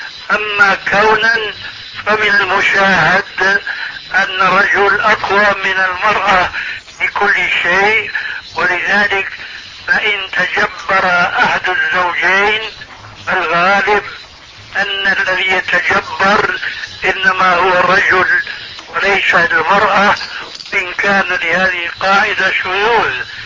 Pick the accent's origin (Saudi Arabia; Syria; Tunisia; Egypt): Syria; عندنا في سوريا